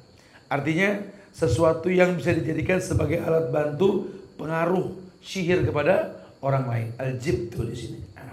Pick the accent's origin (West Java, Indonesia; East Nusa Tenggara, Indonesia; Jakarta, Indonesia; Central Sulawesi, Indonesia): Jakarta, Indonesia; Saya ini anak Betawi. Orang Betawi suka pakai roti buaya.